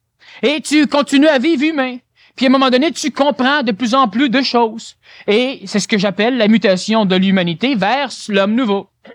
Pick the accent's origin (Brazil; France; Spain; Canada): Canada